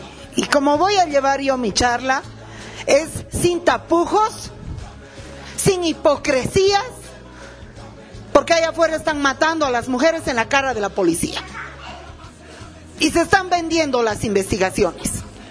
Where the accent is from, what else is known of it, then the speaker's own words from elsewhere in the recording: Bolivia; Yo, como boliviana, considero